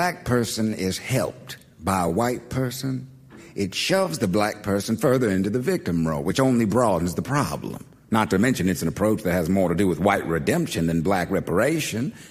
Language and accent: English; Wilmington, Delaware, United States; I grew up in Wilmington on Rosemont Avenue, went to MLK Elementary, DuPont Middle School, and Howard High.